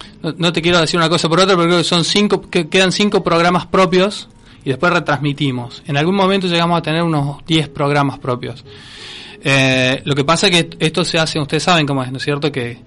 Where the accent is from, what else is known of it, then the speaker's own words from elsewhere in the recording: Córdoba, Argentina; born there; now in Villa María, Argentina; Yo soy nacido en Córdoba, por ejemplo, Córdoba Capital, y viví en varias partes y después desemboqué en Villa María.